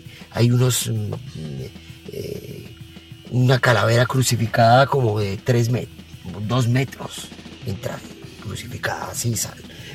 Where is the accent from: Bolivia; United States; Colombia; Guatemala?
Colombia; En mi país también. Colombia también.